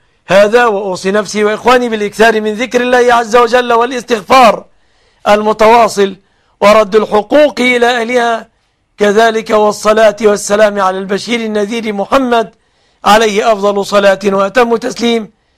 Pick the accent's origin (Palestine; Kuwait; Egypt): Egypt; أسأل الله أن يحفظ بلادنا مصر آمنة مطمئنة من كل مكروه ومن كل سوء